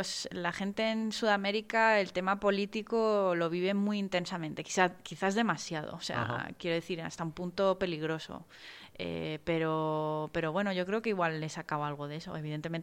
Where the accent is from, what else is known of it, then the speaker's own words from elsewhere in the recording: Spain; siempre he vivido en España, pero he tenido mucha relación con Chile